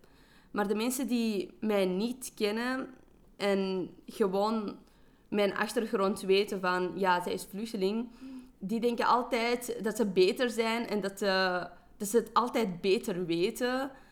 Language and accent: Dutch; Afghanistan; Maar dan heb je de Afghaanse gemeenschap. En daar word ik ook niet altijd gezien als een Afghaan. Want ja, ik ben kei westers en ik heb andere ideeën.